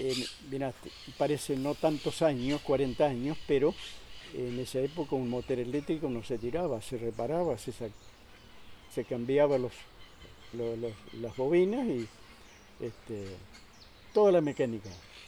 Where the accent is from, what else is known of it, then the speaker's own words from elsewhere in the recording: Corrientes, Argentina; now in Buenos Aires, Argentina; Éramos como 40 muchachos que vinimos juntos del campo de Corrientes.